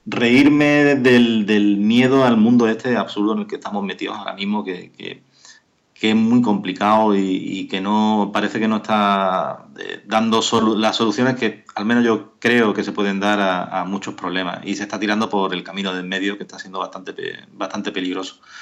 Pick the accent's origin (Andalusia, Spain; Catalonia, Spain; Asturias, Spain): Andalusia, Spain; Algeciras; Pues yo soy de Algeciras, siempre tiene gracia.